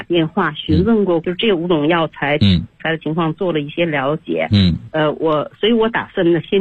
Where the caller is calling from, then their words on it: Beijing, China; 老师我是北京的学员，今年65岁